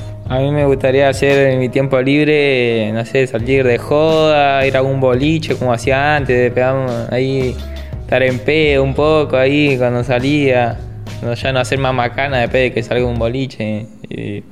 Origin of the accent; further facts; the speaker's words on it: Mar del Plata, Buenos Aires Province, Argentina; tengo 17 años, soy de acá de Mar del Plata, Balacera.